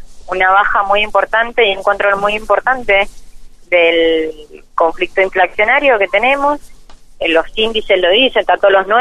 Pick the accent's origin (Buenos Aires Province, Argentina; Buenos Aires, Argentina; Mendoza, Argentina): Mendoza, Argentina; Eso es un rol de los mendocinos y es una propuesta que debemos hacer como mendocinos.